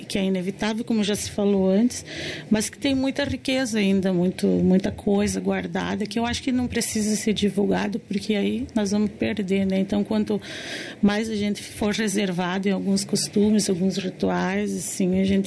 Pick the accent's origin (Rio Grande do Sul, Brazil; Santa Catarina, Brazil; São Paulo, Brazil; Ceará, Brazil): Rio Grande do Sul, Brazil; also born or lived in Paraná; eu sou do Paraná, né? Mas a minha vida inteira vivi no Rio Grande do Sul.